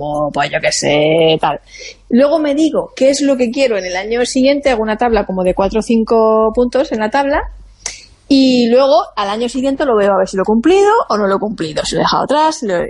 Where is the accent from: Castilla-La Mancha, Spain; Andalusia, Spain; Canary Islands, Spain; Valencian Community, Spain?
Valencian Community, Spain; Monforte del Cid; Son de mi tierra, de Monforte de Cí. Esa uva que todos nos comimos anoche, a la medianoche en Nochevieja, era de mi pueblo.